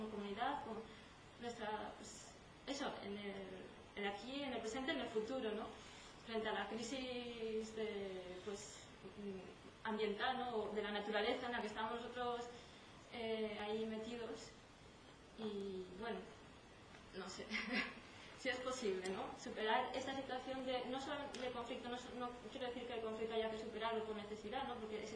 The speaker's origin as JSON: {"language": "Spanish", "country": "Mexico", "moved": "yes", "lives_now": "Spain", "said": "Yo desde que vine de México me vine con la idea también de construir"}